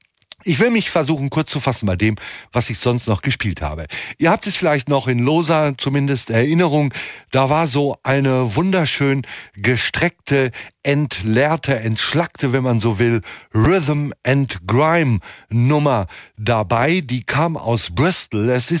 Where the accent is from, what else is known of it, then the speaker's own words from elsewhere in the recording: Hamm, North Rhine-Westphalia, Germany; verkaufte irgendwelche Schriften, die in meiner Heimatstadt Hamm aber nicht so sonderlich zahlreich verkauft werden konnten